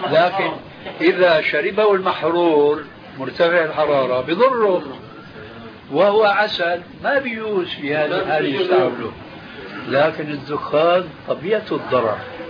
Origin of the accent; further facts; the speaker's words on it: Syria; أحد العلماء الأذكياء عندنا في سوريا